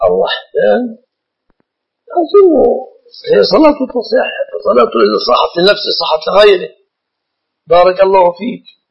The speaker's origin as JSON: {"language": "Arabic", "country": "Egypt", "said": "أكثر المسلمين عندنا في مصر جهلة"}